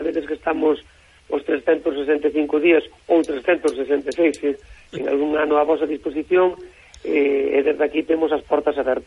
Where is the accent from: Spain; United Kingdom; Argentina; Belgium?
Spain; Galicia; E dixenlle que como bon galego non tiña dúda.